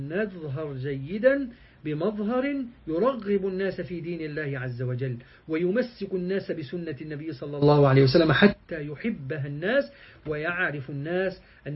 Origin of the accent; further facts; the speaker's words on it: Egypt; اللي هي بنسميها احنا عندنا في مصر الشوربة